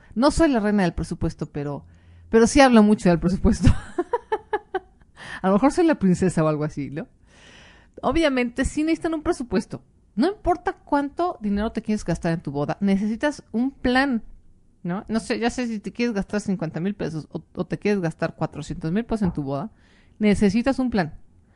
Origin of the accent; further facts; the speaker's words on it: Mexico; no lo dejen todo como el mexicano, ahí a la última hora, ¿no? Somos famosos por eso